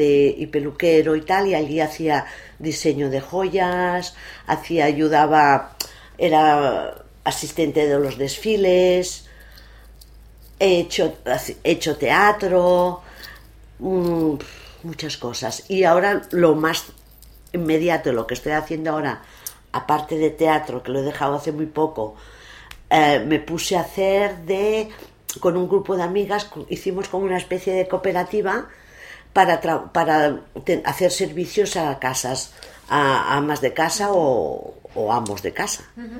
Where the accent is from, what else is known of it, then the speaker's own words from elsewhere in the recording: Barcelona, Catalonia, Spain; born there; also born or lived in Bilbao / Madrid / Málaga; la Barceloneta desde hace 25 años. Yo había estado viviendo fuera de Barcelona, bueno, nací en Barcelona, nací en Sants, pero había estado viviendo en Bilbao, en Madrid, en Málaga. Cuando volví a Barcelona